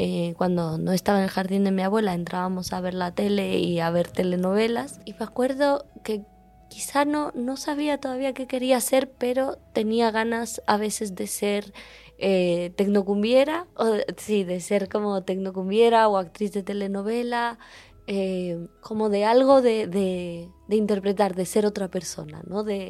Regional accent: Cuenca, Azuay, Ecuador; born there; nací en Cuenca, Ecuador. Creo que es como una cosa que me define, como haber nacido en una ciudad muy atravesada por el páramo, por la cordillera

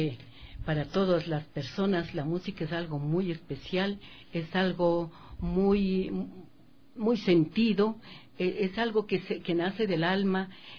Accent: Cotacachi, Imbabura, Ecuador; Ay, sí, Cotacachi es mi tierra tan querida. Bueno, mi niñez fue hermosa

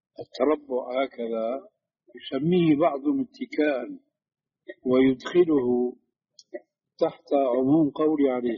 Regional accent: Syria; كما يقولوا عندنا في الشام بده هز كتاب، بده هز كتاب، بده حركة يعني.

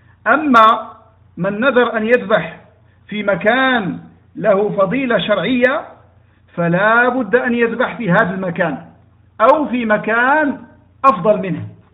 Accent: Morocco; مثلا عندنا في المغرب

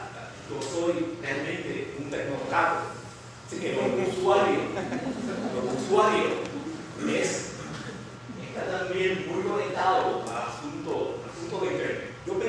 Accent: Lares, Puerto Rico; en uno de estos periódicos de mi pueblo, yo estoy de Lares, un maestro se le ocurrió sacar una noticia sobre los libros que yo había leído

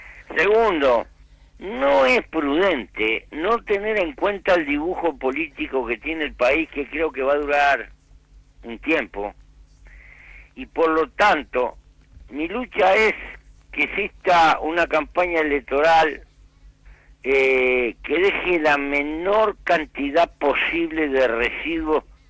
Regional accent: Uruguay; como uruguayo, actor en política

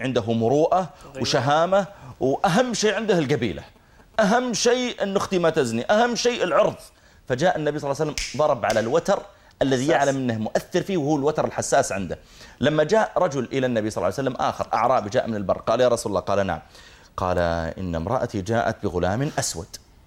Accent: Saudi Arabia; قلت أنا من from Saudi Arabia

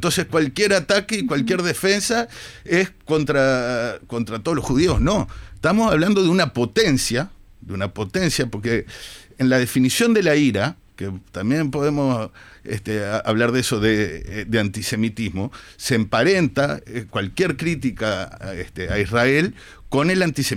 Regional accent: Uruguay; como uruguayo, judío, militante de izquierda

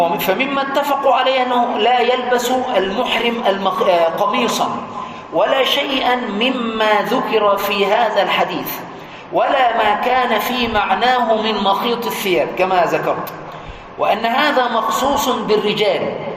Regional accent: Egypt; القميص عندنا في مصر يقول القميص اللي هو ليه زراير،

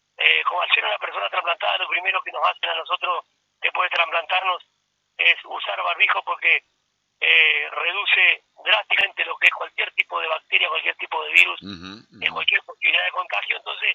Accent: Argentina; somos así, los argentinos somos así, nuestra idiosincrasia es así.

